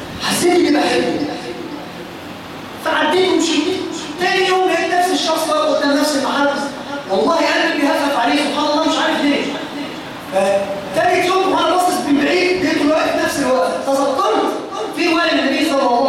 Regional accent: Egypt; ما بقتش موجودة بالذات فينا كمصريين

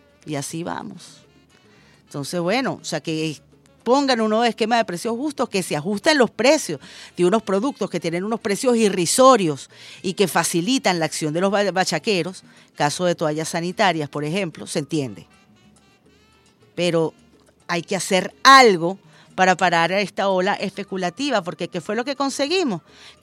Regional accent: Venezuela

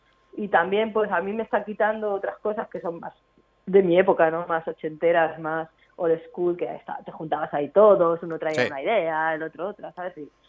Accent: Madrid, Community of Madrid, Spain; born there; now in Barcelona, Spain; mis dos ciudades, que son donde nací, que es en Madrid, y donde vivo, que es aquí en Barcelona.

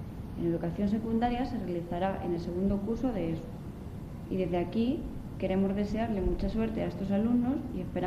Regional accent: Cózar, Castilla-La Mancha, Spain; soy de Cózar.

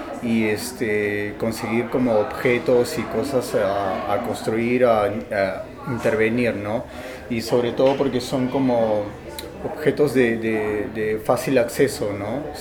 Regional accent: Lima, Peru; de Lima, Perú.

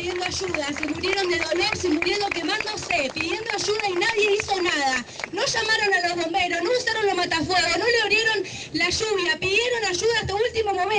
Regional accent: Pergamino, Buenos Aires Province, Argentina; Buenas noches, nosotros somos de Pergamino.

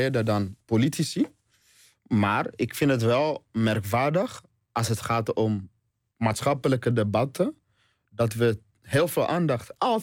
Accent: DR Congo; now in Netherlands; Dat zie ik bijvoorbeeld in Congo, waar ik vandaan kom.

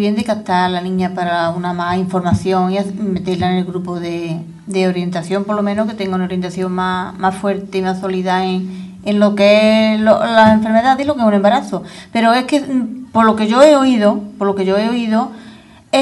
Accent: Écija, Andalusia, Spain; Vamos a hablar de mi pueblo, de mi ciudad, sí. Ecija.

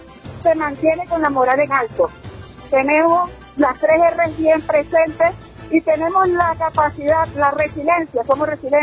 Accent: Zulia, Venezuela; porque somos venezolanos con alta moral.

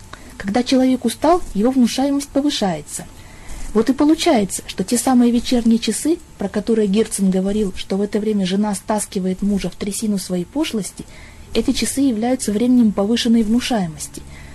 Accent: Chelyabinsk, Chelyabinsk Oblast, Russia; Я из Челябинска.

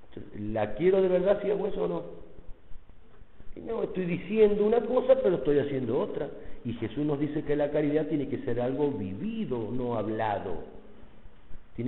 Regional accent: Mendoza, Argentina; pasa más o menos como en mi tierra, en Mendoza los chilenos no los queremos mucho.

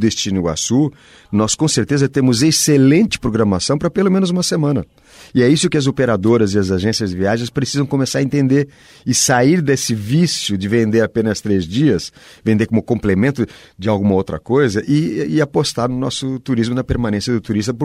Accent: Portugal; now in Brazil; eu venho de Portugal, exatamente de uma região de fronteira também com a Espanha

